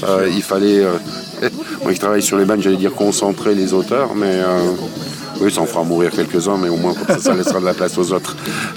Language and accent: French; South-West France, France; quand on vient du Sud-Ouest, c'est une région très demandée.